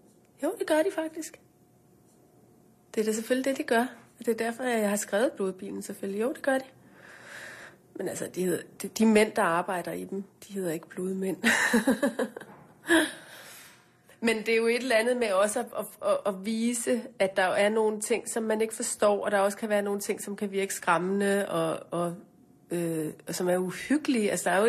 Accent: North Greenland, Greenland; jeg voksede op i Nordgrønland i en lille by, og hvor min far var lærer, og min mor underviste i vævning.

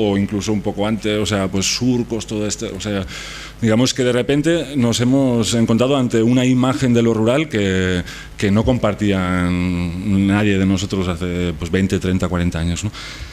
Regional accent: Barcelona, Catalonia, Spain; yo soy de Barcelona, ¿eh?

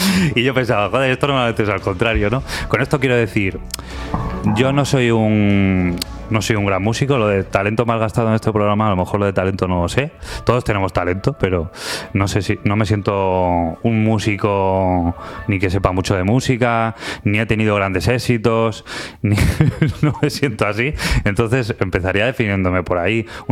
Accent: Salamanca, Castile and León, Spain; porque yo soy de Salamanca

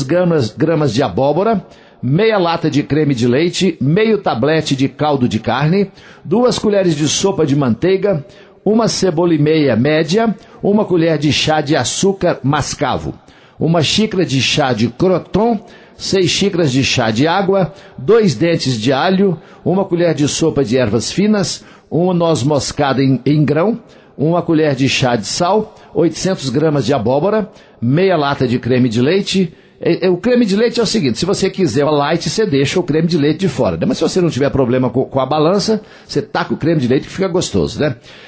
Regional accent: Coromandel, Minas Gerais, Brazil; lá na minha terra, lá em Coromandel

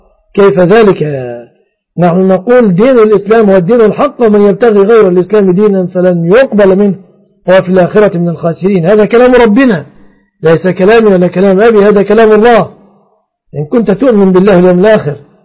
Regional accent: Egypt; الجرة في بلادنا مصر البلاصي

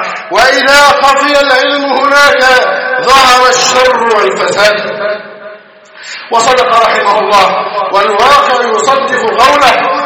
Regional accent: Egypt; اللهم احفظ بلدنا مصر أمن أمانا

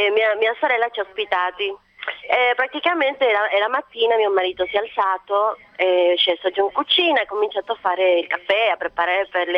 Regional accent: Mexico; La cosa che ti dico è che in Messico da dove vengo io, questa è una realtà.

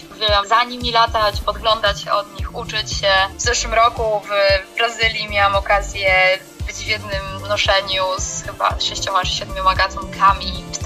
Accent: Masovian Voivodeship, Poland; bo wychowałam się, powiedzmy, sportowo u nas na Mazowszu, które nadal uwielbiam

